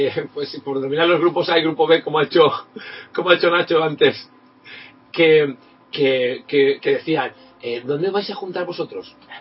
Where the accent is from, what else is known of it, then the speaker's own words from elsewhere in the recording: Bilbao, Basque Country, Spain; de Bilbao. Soy de Bilbao, pero he sido en otro rincón de España muy distante.